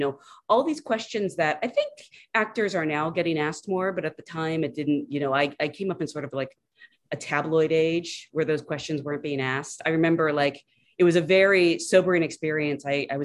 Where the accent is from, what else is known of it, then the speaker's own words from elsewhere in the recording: Salem, Oregon, United States; I grew up in Salem, Oregon, which is a tiny little town about an hour outside of Portland